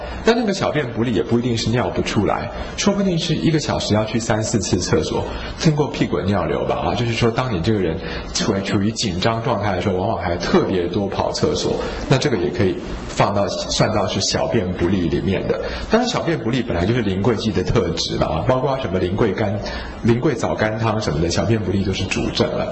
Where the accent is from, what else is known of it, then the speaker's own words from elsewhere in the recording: China; 我想我们中国人会认为说人在睡觉的时候你的灵魂是好